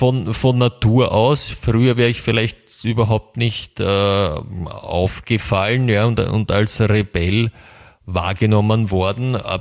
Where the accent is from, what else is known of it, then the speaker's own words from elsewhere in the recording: Germany; also ich komme ja aus Deutschland